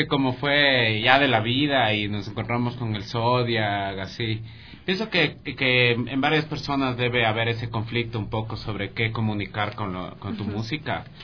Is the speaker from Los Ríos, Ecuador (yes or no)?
no; Pichincha, Ecuador; por la situación de cómo me crié en el Valle, yo comencé a hacer música en el Valle con mis panas